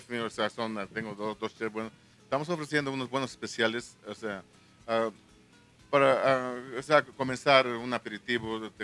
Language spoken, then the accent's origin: Spanish; Santa Cruz Quilehtla, Tlaxcala, Mexico; moved away as an adult; now in New York, United States; yo soy tlaxcalteca originario de aquí de Santa Cruz, Quilecla.